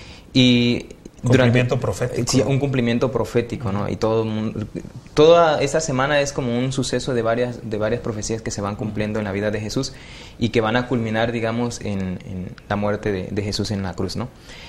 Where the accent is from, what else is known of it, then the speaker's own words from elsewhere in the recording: Chiapas, Mexico; estudio teología y vengo de Chiapas.